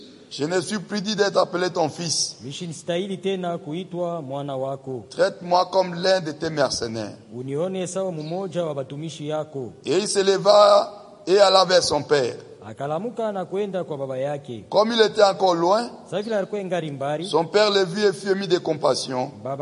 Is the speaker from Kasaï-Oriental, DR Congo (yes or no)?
no; Kongo Central, DR Congo; Je viens du Congo central